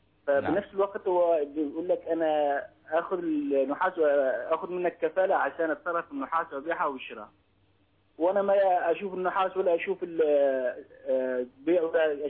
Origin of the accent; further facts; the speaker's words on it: Syria; now in United Arab Emirates; نحن من أهل سوريا ممكن في إمارات.